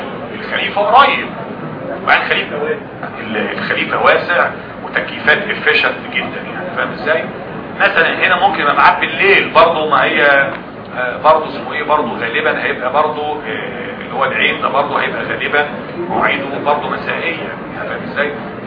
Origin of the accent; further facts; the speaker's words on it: Egypt; احنا كلنا كمصريين بنغلط فيها كل الفئات الشعب بتغلط فيها